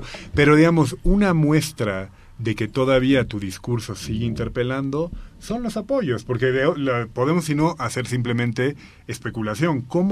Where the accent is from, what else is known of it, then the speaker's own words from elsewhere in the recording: La Paz, Bolivia; yo, siendo paceño, yo ahora mismo no sabría decirte qué es lo popular en Santa Cruz